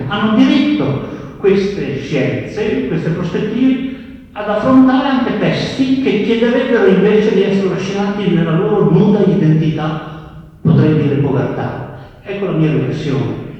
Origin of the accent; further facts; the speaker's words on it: Padua, Veneto, Italy; vengo da Padova